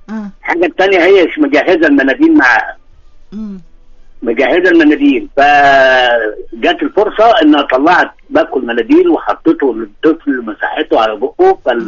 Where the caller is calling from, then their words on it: Alexandria, Alexandria Governorate, Egypt; اسكندريه يا ست الكل